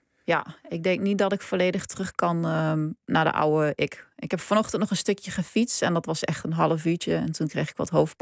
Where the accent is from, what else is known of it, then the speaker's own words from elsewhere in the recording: Gelderland, Netherlands; Ik kom uit de Achterhoek